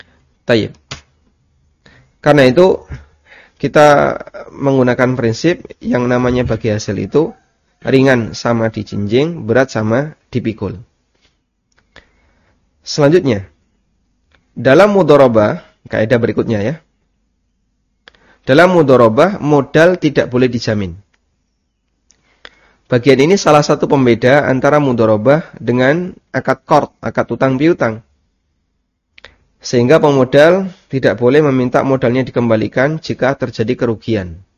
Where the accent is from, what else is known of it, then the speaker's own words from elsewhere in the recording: Lamongan, East Java, Indonesia; Ada transaksi yang ini saya jumpai di kampung saya ya, di daerah Lamongan.